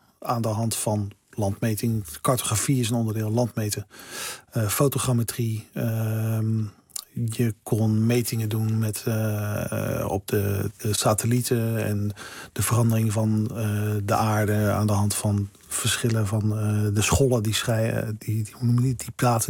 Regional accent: Delft, South Holland, Netherlands; Ik kwam uit Delft.

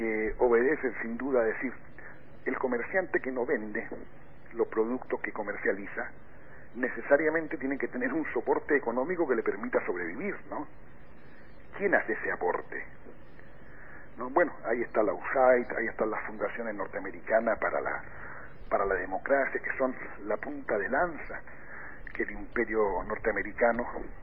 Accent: Chile; yo tengo que compararlo necesariamente con la experiencia que yo, como chileno, me tocó vivir en mi país

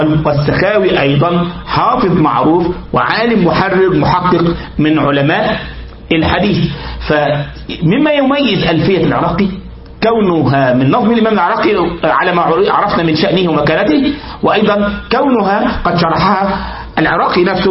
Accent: Egypt; حتى يعني نكتبه على الكمبيوتر عندنا في مصر ونراجعه

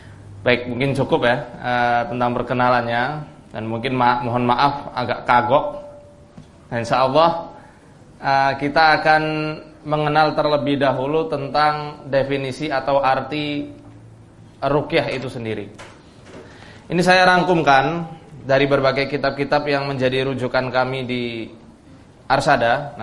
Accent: Purwokerto, Central Java, Indonesia; born there; dari Purwokerto, tempat daerah saya lahir

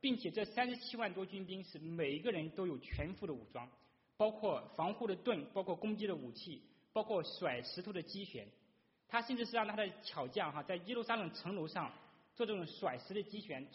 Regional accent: China; 那我们这个就对我们中国人而言哈

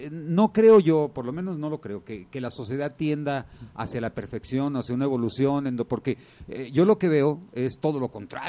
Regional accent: Tonalá, Jalisco, Mexico; pues ya va a ser a Guadalajara, a Tonalá, hombre, somos de Tonalá.

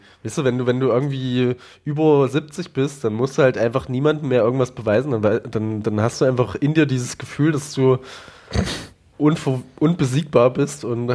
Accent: Eisenach, Thuringia, Germany; Und dabei komme ich ja aus der Stadt, wo der das übersetzt hat.

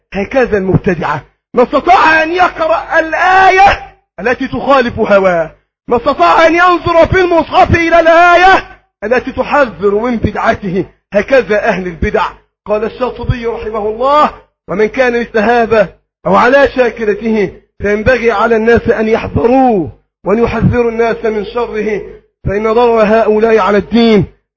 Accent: Egypt; اللهم احفظ بلدنا مصر وسائر بلاد

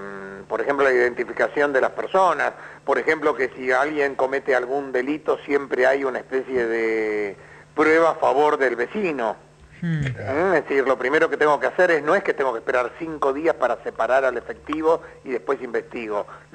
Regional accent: Buenos Aires, Argentina; Yo soy porteño, orgullosamente porteño

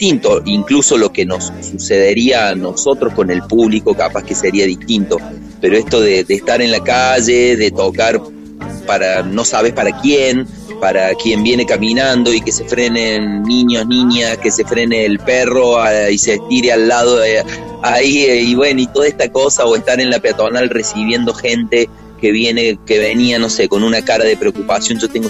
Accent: Córdoba, Argentina; somos una banda cordobesa, de cordobeses, en Córdoba, al sur del mundo

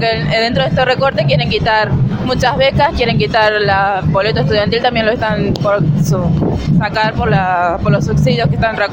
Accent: Merlo, Buenos Aires Province, Argentina; De Merlo.

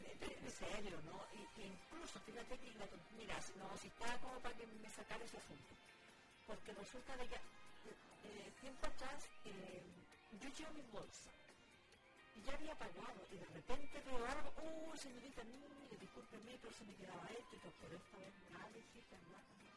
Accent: Coelemu, Ñuble, Chile; Yo nací en Coelemo. Y en mis primeros, hasta sexto año, yo estudié en Coelemo.

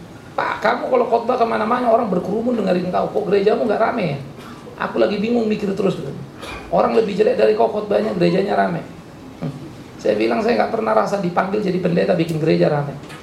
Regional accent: Pematangsiantar, North Sumatra, Indonesia; Saya orang Siantar, saudara.

